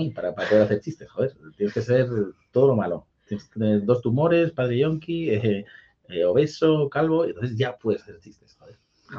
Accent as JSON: {"language": "Spanish", "town": "Parla", "region": "Community of Madrid", "country": "Spain", "said": "yo soy humilde, soy de Parla, pero para ser de Parla yo pensaba que éramos ricos"}